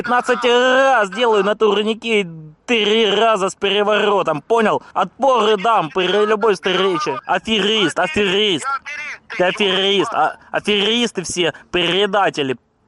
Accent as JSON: {"language": "Russian", "country": "Ukraine", "said": "Я не бендеровец, я... Я украинец."}